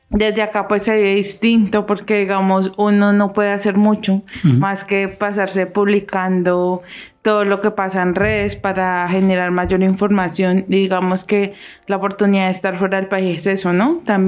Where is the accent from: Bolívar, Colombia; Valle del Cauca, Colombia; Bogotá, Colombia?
Valle del Cauca, Colombia; Cali; yo que soy de Cali, recuerdo que en el 2019, en noviembre, precisamente iniciamos un paro nacional